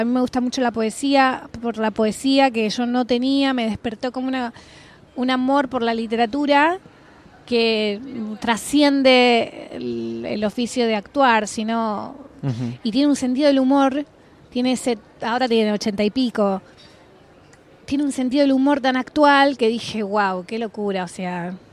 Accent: Argentina; Está claro que soy argentina, no sé hablar gallego, ¿viste? El dialecto.

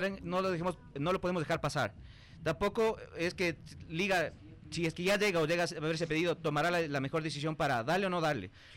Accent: Ecuador; Verás, un poquito, nadie está en contra de la selección y del cariño que incluso le tenemos como ecuatorianos.

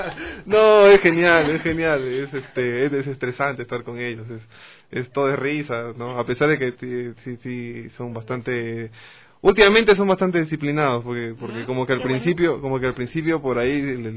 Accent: eastern jungle, Peru; soy del oriente del Perú, de la selva. Tengo 33 años

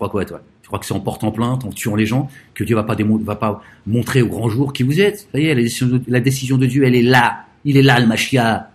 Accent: France; Nous sommes français.

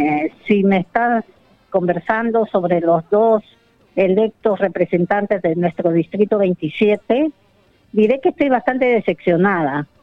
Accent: Peru; las dificultades o las problemáticas que teníamos como peruanos en el extranjero

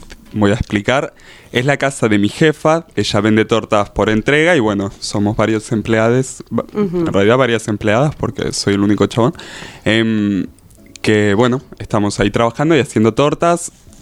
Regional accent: El Calafate, Santa Cruz, Argentina; Sí, yo soy de Santa Cruz, de Calafate, y mi casa de Calafate era muy linda

